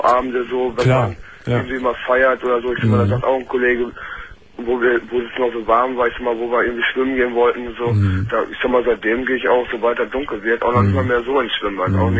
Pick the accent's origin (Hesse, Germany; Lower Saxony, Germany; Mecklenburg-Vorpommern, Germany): Lower Saxony, Germany; Hanover; ich komme aus Hannover